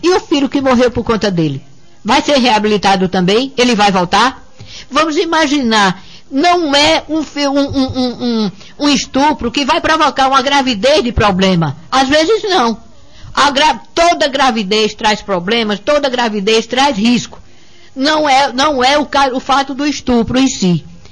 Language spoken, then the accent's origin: Portuguese; Patos, Paraíba, Brazil; Eu sou de Patos e meu marido é de Pombal.